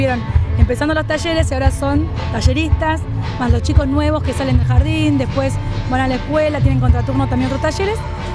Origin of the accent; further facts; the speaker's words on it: Villa Hidalgo, Buenos Aires, Argentina; soy de Villa Hidalgo, de la Asociación de Mujeres La Colmena